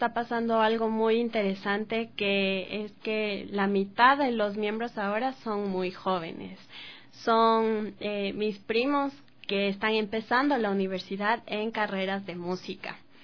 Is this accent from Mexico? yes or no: no; Ecuador; Como ecuatorianos, como parte de estos géneros